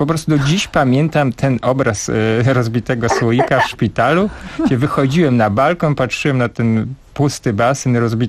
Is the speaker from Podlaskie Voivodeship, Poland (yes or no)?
yes; Bielsk Podlaski, Podlaskie Voivodeship, Poland; Ja pochodzę z mojego miasta na Podlasiu, które się nazywa Bielsk Podlaski.